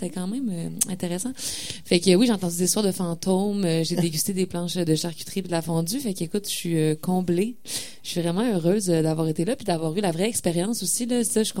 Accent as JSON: {"language": "French", "town": "Quebec City", "region": "Quebec", "country": "Canada", "said": "je viens de Québec, puis comme artiste, comme radio, je pense que ça amène des défis supplémentaires d'être hors métropole"}